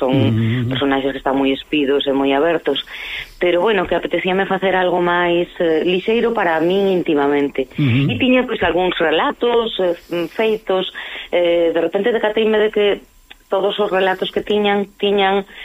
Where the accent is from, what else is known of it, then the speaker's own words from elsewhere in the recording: Lugo, Galicia, Spain; Eu son de Lugo e son dunha familia moi retranqueira